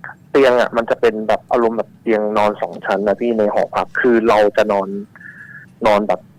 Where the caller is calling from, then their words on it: Bangkok, Thailand; กรุงเทพครับ